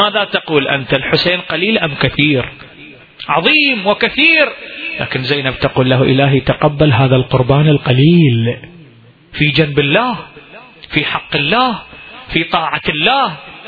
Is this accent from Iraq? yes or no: yes; Iraq; احنا اكو فد بيت من الشعر عندنا بالعراق ينقري